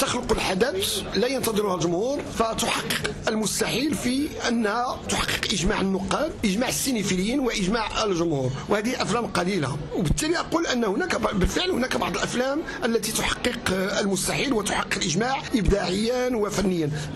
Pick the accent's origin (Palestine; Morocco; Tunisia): Morocco; نحن كمغاربة وعلاقتنا بفلسطين والقضية الفلسطينية